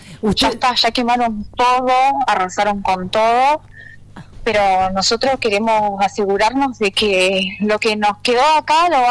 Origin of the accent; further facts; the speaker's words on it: El Maitén, Chubut, Argentina; yo soy de Maitén, mi love está allá, mi raíz es de ahí, mi amor más grande está en la comunidad, pero hoy yo estoy desarrollando mi vida acá